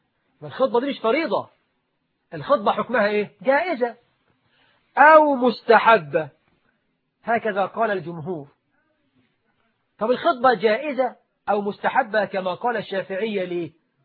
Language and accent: Arabic; Egypt; طبعا احنا عندنا في مصر الواحد بيتجوز يقعد لك أسبوع ما يخرجش من البيت